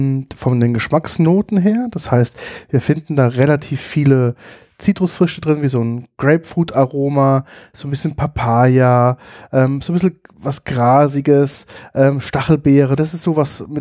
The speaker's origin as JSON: {"language": "German", "region": "Rhineland-Palatinate", "country": "Germany", "said": "Ich sage das ja sehr ungern als Pfälzer, weil Rieslingschorle ja das Nonplusultra ist."}